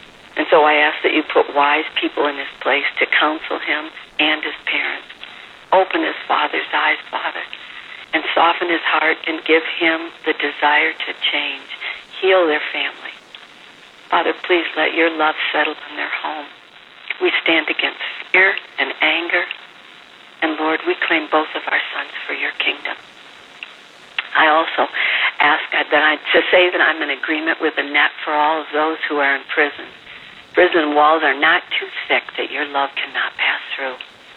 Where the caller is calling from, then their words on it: Costa Rica; from Costa Rica